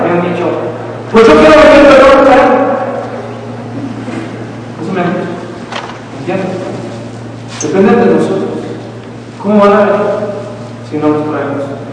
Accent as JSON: {"language": "Spanish", "country": "Mexico", "tie": "born or raised there", "said": "Nosotros crecimos en México donde no había otra cosa más que el catolicismo romano."}